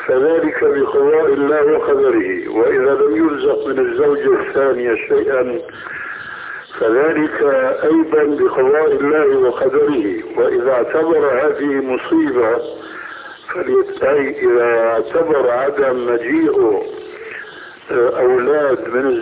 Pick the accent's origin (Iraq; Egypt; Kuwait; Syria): Syria; هيك كما يقولون عندنا في سوريا